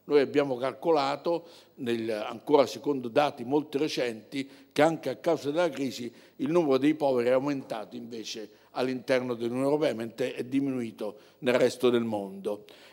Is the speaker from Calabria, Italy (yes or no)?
yes; Calabria, Italy; Io sono calabrese, nessuno è perfetto, noi calabresi abbiamo esportato nel mondo tante belle cose